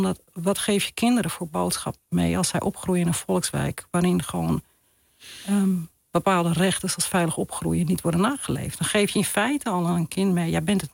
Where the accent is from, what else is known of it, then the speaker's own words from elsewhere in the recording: Amsterdam, North Holland, Netherlands; Dat deel van Oost.